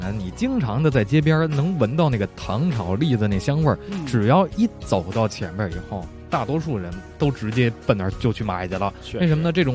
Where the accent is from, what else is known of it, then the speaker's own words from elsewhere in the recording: Beijing, China; 所以特别受到咱们北京人的喜欢。